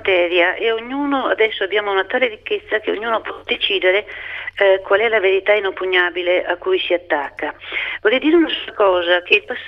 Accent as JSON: {"language": "Italian", "town": "Capua", "region": "Campania", "country": "Italy", "said": "Ma sul Volturno, io vengo da Capua, c'è anche il sangue dei miei antenati versato sul Volturno."}